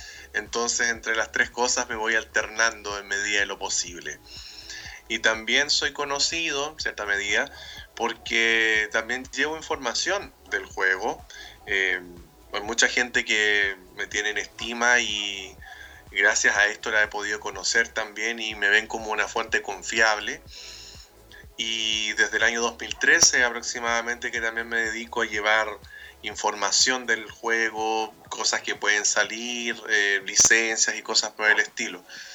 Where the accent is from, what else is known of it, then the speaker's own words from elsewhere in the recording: Chile; soy de Chile.